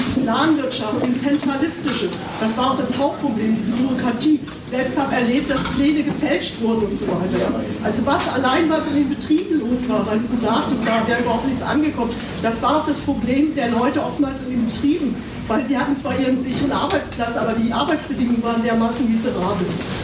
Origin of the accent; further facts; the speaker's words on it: East Germany, Germany; Ich bin auch in der DDR aufgewachsen